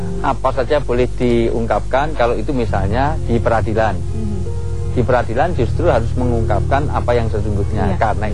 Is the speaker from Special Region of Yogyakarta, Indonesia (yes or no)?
yes; Yogyakarta, Special Region of Yogyakarta, Indonesia; Saya dari Jogja bu.